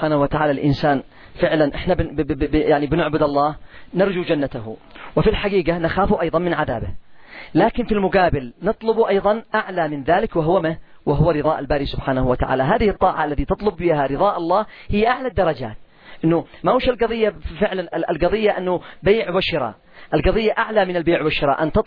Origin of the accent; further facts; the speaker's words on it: Yemen; سعر الدقيق والقمح عندنا في اليمن ما تقلش عن 300 ريال